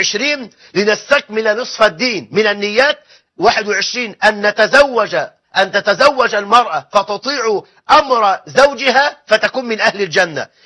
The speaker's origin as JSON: {"language": "Arabic", "country": "Egypt", "said": "وان يجعل بلدنا مصر امنا امانا"}